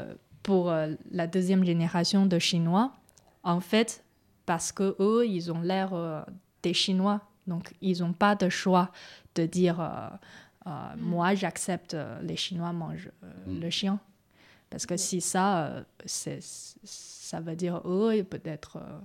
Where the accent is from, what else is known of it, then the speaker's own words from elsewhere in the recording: France; moi, je suis née en France, je suis une Française.